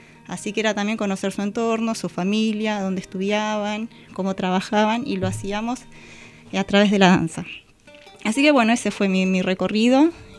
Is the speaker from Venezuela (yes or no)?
no; Berisso, Buenos Aires Province, Argentina; Y yo, no, soy de Berisso.